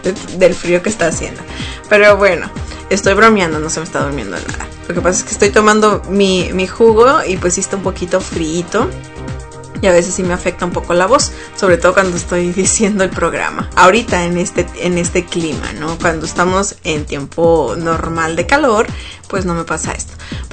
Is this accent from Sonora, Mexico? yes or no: yes; Sonora, Mexico; En la frontera con México, de donde yo soy, de Sonora